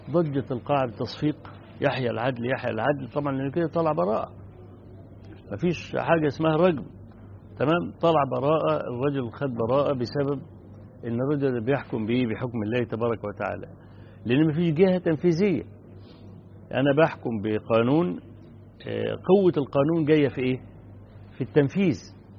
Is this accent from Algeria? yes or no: no; Egypt; عندنا في مصر حدث في سنة من السنوات، من حوالي 20 سنة